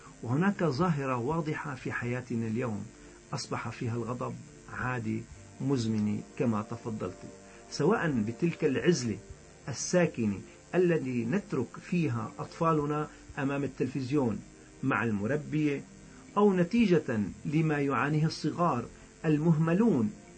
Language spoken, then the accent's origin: Arabic; Syria; يعني بلهجتنا نحن السوريين.